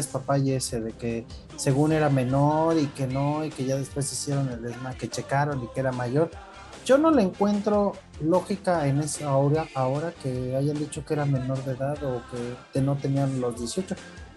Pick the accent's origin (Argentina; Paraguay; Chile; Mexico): Mexico; porque como cultura mexicana creo que tenemos que tener uno de los que fue